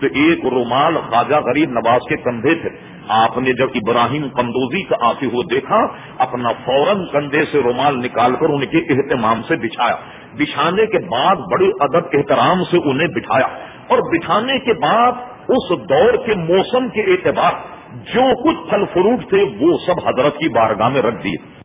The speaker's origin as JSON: {"language": "Urdu", "town": "Hyderabad", "region": "Telangana", "country": "India", "tie": "born or raised there", "said": "میں نے اس لیے کہا کہ میں حیدرآباد دکن کا رہنے والا ہوں, سقوط حیدرآباد دکن میرے سامنے ہوا. میں اس وقت بہت سمجھدار تھا, 48 سن میں بہت سمجھتا تھا"}